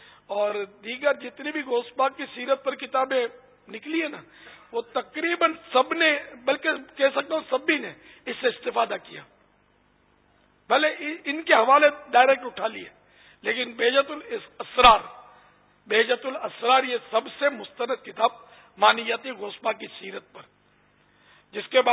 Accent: Karachi, Sindh, Pakistan; born there; میں تو خیر باب المدینہ میں پیدا ہوا ہوں, وہ ہمارے ماں باپ وہاں کے تھے, تو وہاں پہلے سب یہ گوشت پاک کے ماننے والے ہوتے تھے مسلمان.

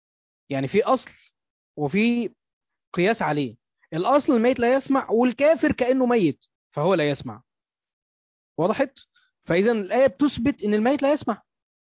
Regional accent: Egypt; وده موجود عندنا في مصر كتير بالذات في الاماكن الريفيه وفي الصعيد

